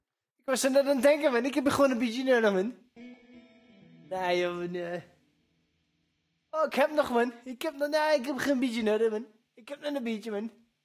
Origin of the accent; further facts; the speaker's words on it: Amsterdam, North Holland, Netherlands; Ik ben echt Amsterdammer, joh.